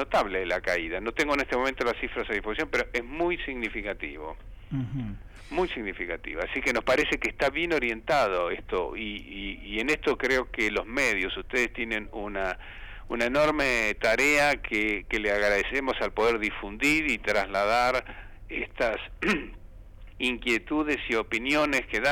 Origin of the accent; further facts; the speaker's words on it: Santa Fe, Argentina; moved away; Cuando vine de mi pueblo de la provincia de Santa Fe, ansiaba fervorosamente conocer Radio El Mundo.